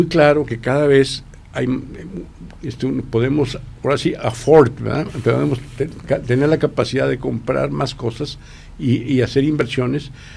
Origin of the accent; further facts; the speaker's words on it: Mexico; Esa se nos peló como mexicanos, ¿eh?